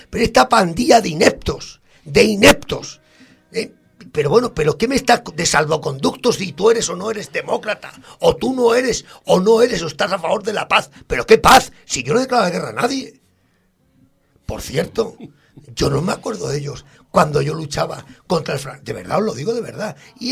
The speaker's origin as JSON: {"language": "Spanish", "country": "Spain", "said": "que somos españoles, que pues sí señor, con honor"}